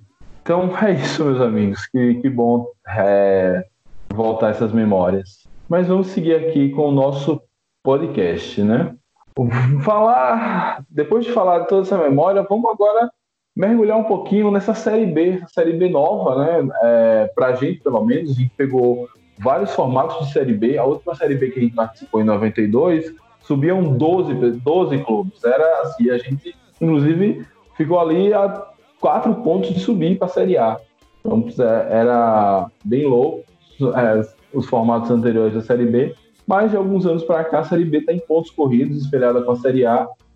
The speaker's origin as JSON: {"language": "Portuguese", "region": "Rio de Janeiro", "country": "Brazil", "tie": "born there", "lives_now": "Sergipe, Brazil", "said": "Eu nasci no Rio de Janeiro. Meu pai é mineiro, minha mãe é de Sergipe. E aí, quando nós viemos do Rio para cá, no final dos anos 80... A gente foi, no primeiro lugar que a gente morou foi no bairro Industrial."}